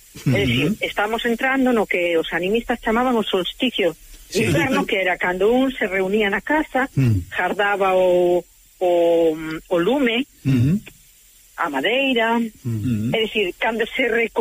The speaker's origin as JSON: {"language": "Galician", "town": "Carril", "region": "Galicia", "country": "Spain", "said": "Mira, pero como eu son de Carril, será da Ameixa."}